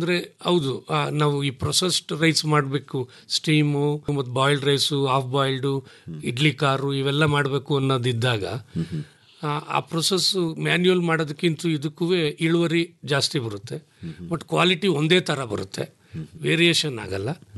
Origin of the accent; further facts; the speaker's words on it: K R Nagar, Karnataka, India; ನಾವು K R ನಗರದವರು.